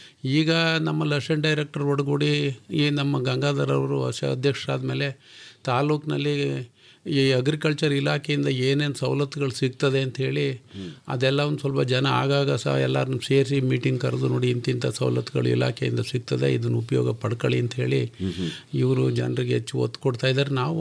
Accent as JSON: {"language": "Kannada", "town": "Bidrahalli", "region": "Karnataka", "country": "India", "said": "Sir, ನಾವು ಕಿಕ್ಕೇರಿ ಪಕ್ಕ ಬಿದ್ರಳ್ಳಿಯವರು. ನಾನು ಒಬ್ಬ ಕೃಷಿಕ."}